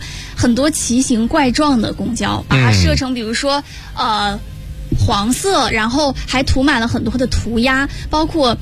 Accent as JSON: {"language": "Chinese", "country": "Taiwan", "said": "的台湾大学生"}